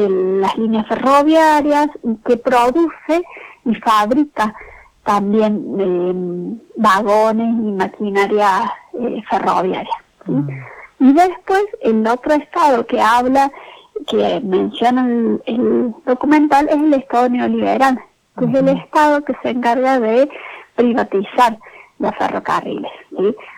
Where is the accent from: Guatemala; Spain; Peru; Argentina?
Argentina; Cruz del Eje, Córdoba; Yo soy de Cruz del Eje, nací, uh-huh, en Cruz del Eje